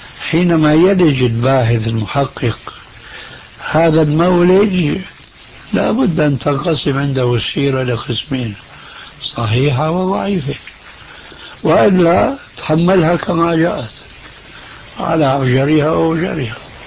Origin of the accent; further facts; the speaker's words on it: Syria; عندنا في سوريا